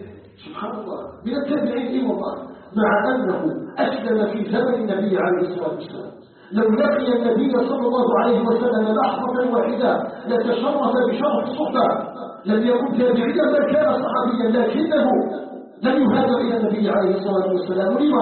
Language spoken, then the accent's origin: Arabic; Algeria; ونسأله سبحانه أن يجعل بلدنا الجزائر بلدا آمنا مطمئنا